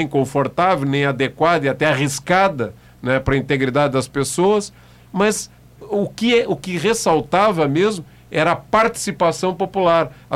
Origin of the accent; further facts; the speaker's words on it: Pelotas, Rio Grande do Sul, Brazil; O carnaval que eu vi aqui na minha infância em Pelotas